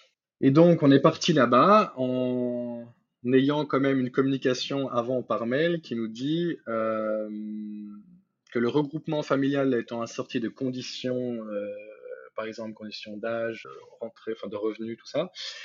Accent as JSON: {"language": "French", "country": "Belgium", "tie": "born there", "also_born_or_lived": "Spain", "said": "je suis citoyen belge, je suis né en Belgique, j'ai la nationalité belge, sauf que ayant résidé en Espagne pendant presque 6 ans"}